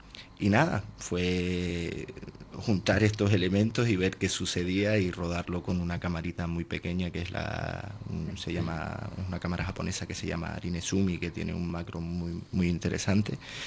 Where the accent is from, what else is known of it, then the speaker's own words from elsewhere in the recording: Valleseco, Canary Islands, Spain; ni estaba en mi pueblo, en Valle Seco, ¿no? Que hay bastantes animalitos sueltos, ¿no? Sino que estaba en Madrid